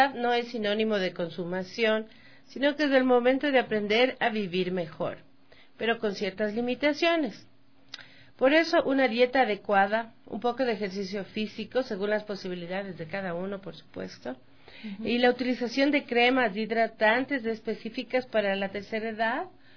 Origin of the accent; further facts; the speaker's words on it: Ecuador; Y no somos así los ecuatorianos.